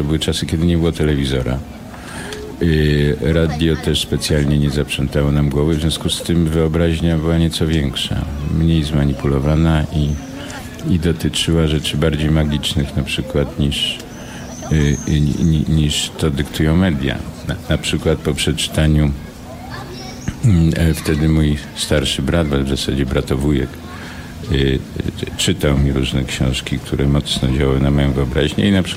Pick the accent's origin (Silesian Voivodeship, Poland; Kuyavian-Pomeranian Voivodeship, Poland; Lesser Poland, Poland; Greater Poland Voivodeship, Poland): Lesser Poland, Poland; Nowy Sącz; No tak, Łemkoszczyzna, Nowy Sącz, Sądeckie. Mhm. Jestem góralem niskopiennym. Spędziłem tam, jak się ostatnio okazało, chyba 7 lat w sumie pierwszych, więc ważnych.